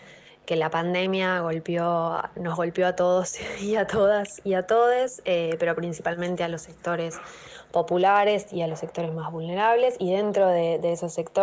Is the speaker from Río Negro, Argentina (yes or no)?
yes; Bariloche, Río Negro, Argentina; moved away as an adult; now in Buenos Aires, Argentina; estoy formada casi que íntegramente en la escuela pública. Soy de Bariloche, allí fui a un jardín público, después a la escuela pública, a un secundario público de gestión privada, y después tuve la oportunidad de venir a Buenos Aires a estudiar en la universidad